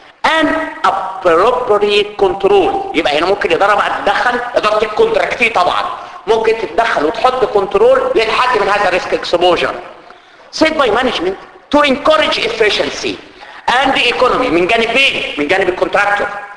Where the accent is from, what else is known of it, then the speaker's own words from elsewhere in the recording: Egypt; والكلام اللي بتحكي عندنا في مصر معروف طبعا